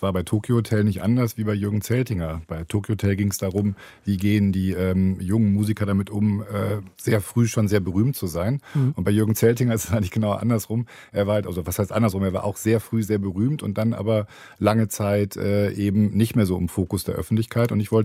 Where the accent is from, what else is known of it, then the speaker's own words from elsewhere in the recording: Hamburg, Germany; also born or lived in Hannover; now in Cologne, Germany; Und ich bin auch kein Kölner, ich bin ja Immi, wie man hier sagt, in Hannover geboren, aus Hamburg dann irgendwann über Aachen nach Köln gekommen.